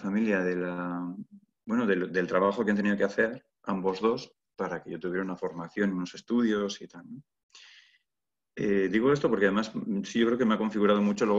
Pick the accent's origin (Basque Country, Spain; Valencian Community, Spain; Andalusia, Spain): Basque Country, Spain; Bilbao; Y ahora mismo me encuentro en Bilbao, en mi ciudad natal, donde trabajo, donde vivo. Bilbao es una ciudad que está al norte de España, sea que soy de tierras norteñas.